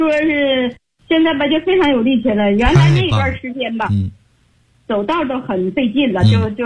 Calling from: Beijing, China; 我是北京的学员，我今年72岁了。

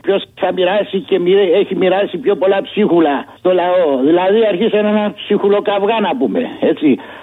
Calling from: Aigaleo, Attica, Greece; από το Εγάλαιο.

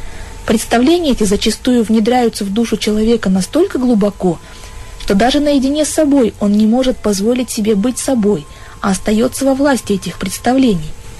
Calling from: Chelyabinsk, Chelyabinsk Oblast, Russia; я из Челябинска.

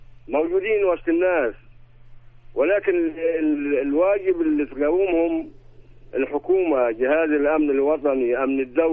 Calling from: Sohag Governorate, Egypt; انا بنكلمك من سوهاج، مدير عام بالمعاش.

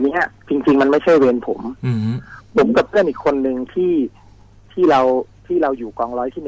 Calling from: Bangkok, Thailand; อยู่แถววัชรพลครับผม

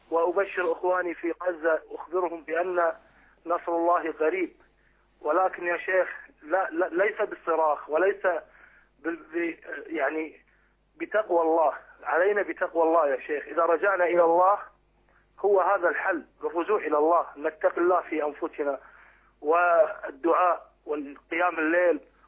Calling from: Kuwait; ونحن من الكويت

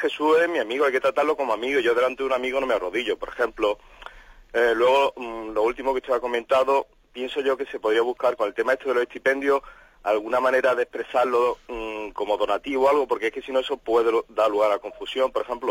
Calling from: Málaga, Andalusia, Spain; de Málaga

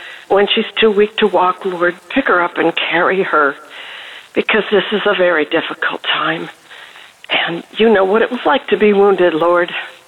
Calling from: Pennsylvania, United States; I'm calling from Pennsylvania.

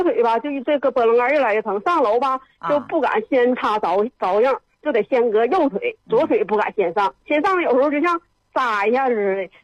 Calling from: Shenyang, Liaoning, China; 我沈阳的。

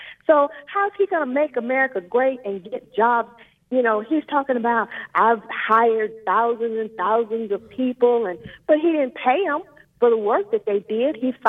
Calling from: Houston, Texas, United States; Yes, I am calling from Texas

